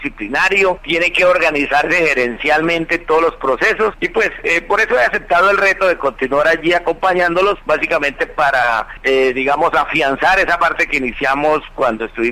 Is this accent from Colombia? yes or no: yes; Cundinamarca, Colombia; como colombiano y como cundinamarqués, que tengo que aportar un poquito de experiencia